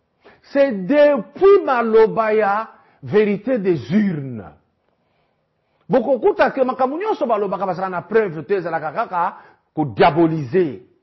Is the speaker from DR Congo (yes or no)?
yes; DR Congo; le président est bien-aimé ici chez nous en RDC